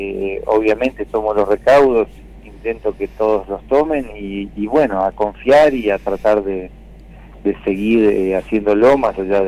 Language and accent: Spanish; Argentina; por supuesto que soy argentino por excelencia, así que siempre es un placer y una alegría hacer cosas en Argentina